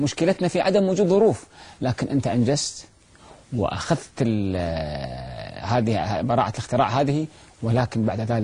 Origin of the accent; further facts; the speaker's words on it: Kuwait; عندنا في الكويت